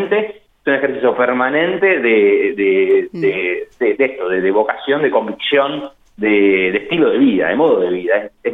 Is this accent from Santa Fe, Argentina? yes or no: no; Buenos Aires, Argentina; born there; moved away; Yo soy porteño, yo digo que soy fueguino, pero soy porteño de nacimiento, pero soy fueguino en realidad, hace 4 años.